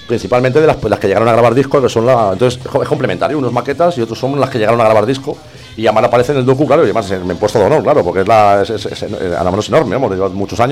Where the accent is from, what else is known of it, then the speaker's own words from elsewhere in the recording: Madrid, Community of Madrid, Spain; yo en mi barrio, pues yo ya soy de Nicálvaro, que es uno de los barrios más heavy de Madrid.